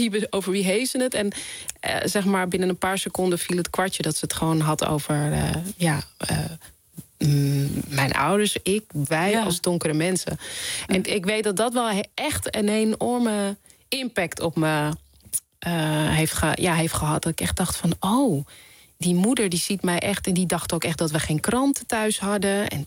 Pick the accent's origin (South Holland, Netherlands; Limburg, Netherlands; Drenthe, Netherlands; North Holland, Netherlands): North Holland, Netherlands; Amstelveen; Want je moet je voorstellen, ik ben opgegroeid in Amstelveen.